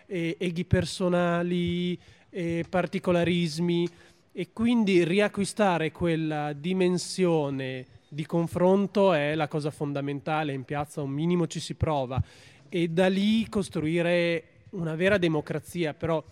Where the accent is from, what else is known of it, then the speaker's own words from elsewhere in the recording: Bologna, Emilia-Romagna, Italy; Sì, sono uno dei pochi bolognesi di Bologna